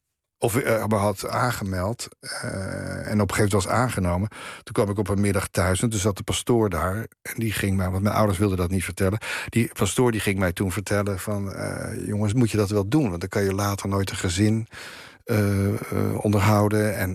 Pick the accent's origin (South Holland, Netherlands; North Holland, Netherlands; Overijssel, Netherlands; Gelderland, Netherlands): North Holland, Netherlands; Haarlem; Het werktheater speelde op een gegeven moment bij ons in Haarlem.